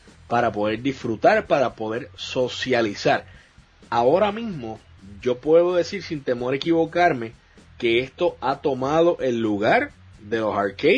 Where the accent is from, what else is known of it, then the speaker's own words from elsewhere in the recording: Puerto Rico; me encanta ver, cada vez somos más, boricuas en la plataforma